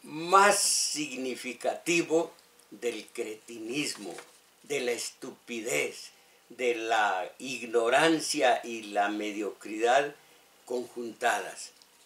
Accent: Mexico; Esto, mis paisanos, vivo en México, soy mexicano.

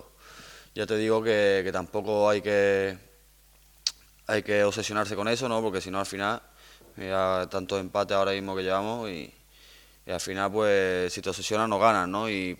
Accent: Córdoba, Andalusia, Spain; Sí que es verdad que es el equipo de mi ciudad, ¿no? Y como cordobés que soy.

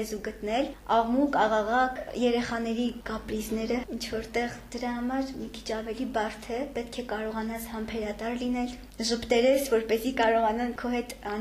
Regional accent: Ukhtadzor, Nagorno-Karabakh, Azerbaijan; Ոչ, ես Հադրութից եմ, Հադրութի շրջանի Ուխտաձոր գյուղից։

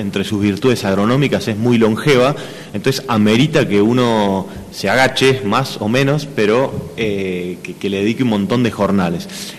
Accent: Buenos Aires, Argentina; now in Lago Puelo, Argentina; vengo originalmente de Buenos Aires, pero bueno, ahora hace casi dos décadas que soy de acá. De hecho, vivo en Lago Puelo, muy cerquita de la escuela

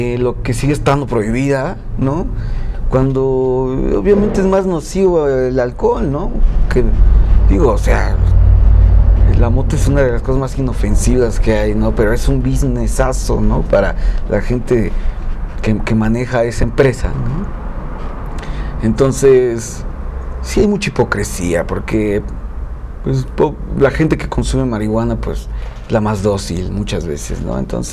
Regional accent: Mexico; Nosotros como mexicanos, o sea, tenemos una fiesta masiva sobre la muerte.

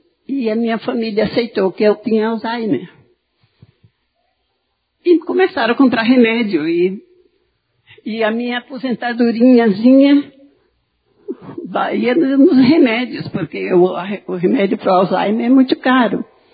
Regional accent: Alagoas, Brazil; Quero lhe dar uma boa-vinda bem calorosa, porque eu sou alagoana. Eu sou cabra mesmo.

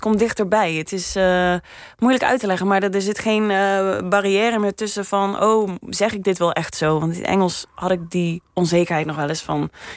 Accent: Limburg, Netherlands; Want ik kom uit Midden-Limburg en dat is weer een ander accent dan Noord-Limburg.

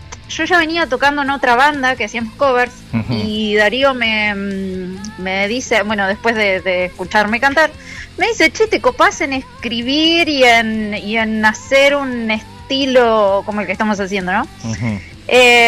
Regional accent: Trevelin, Chubut, Argentina; Y yo soy de Trevelin.

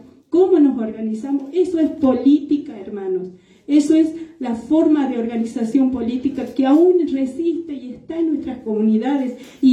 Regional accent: Abrapampa, Jujuy, Argentina; yo vengo de Abrapampa y sigue el corte de ruta ahí, seguimos resistiendo

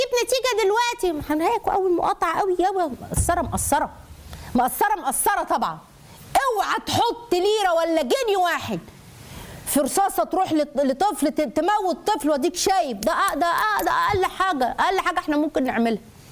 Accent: Egypt; إحنا مصري، إحنا هندعمه، إحنا كمصريين هندعمك

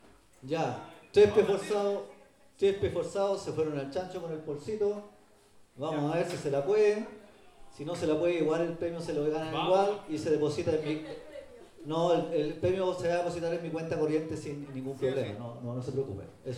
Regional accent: Pedro Aguirre Cerda, Santiago Metropolitan Region, Chile; now in Ñuñoa, Chile; Ah, nada que ver si yo soy de PAC, pero vivo en Ñuñoa.

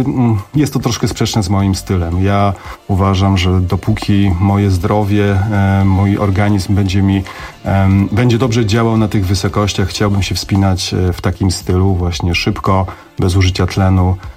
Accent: Silesian Voivodeship, Poland; Ja jestem góralem, urodzonym pod Pilskiem.

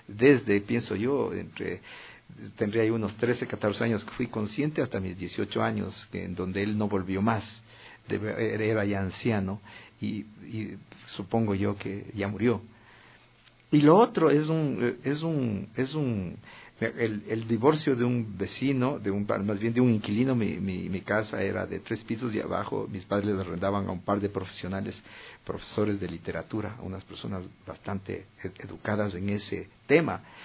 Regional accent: Quito, Pichincha, Ecuador; me cautivaron el alma, como sujeto quiteño, como sujeto ecuatoriano.

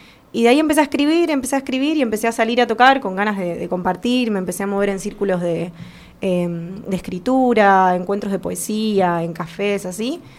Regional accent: Argentina; En la cultura general donde vivo, donde soy, acá Argentina

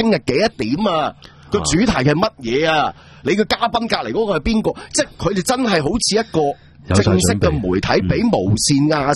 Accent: Hong Kong; 对我哋香港人嚟讲

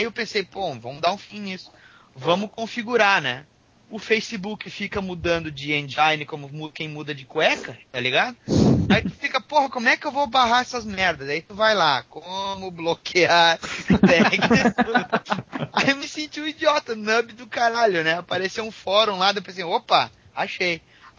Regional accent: Rio Grande do Sul, Brazil; Cara, eu sou gaúcho...

